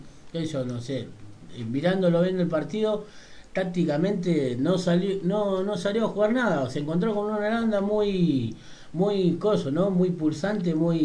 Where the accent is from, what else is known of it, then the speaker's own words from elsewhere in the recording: Argentina; Como todo, así como todo argentino